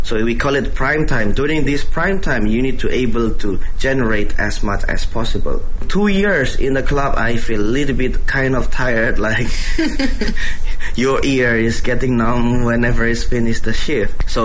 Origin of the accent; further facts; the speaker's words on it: Indonesia; born there; English is a second language; I was born in Indonesia.I'm originally Indonesian, but my father's have a background from south of China. So actually, my grandfather was born in Fuzhou.